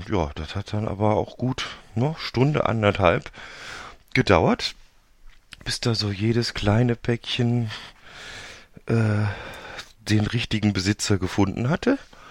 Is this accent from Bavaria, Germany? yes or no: no; Cologne, North Rhine-Westphalia, Germany; sage ich natürlich als Kölsche Jung auch jedes Mal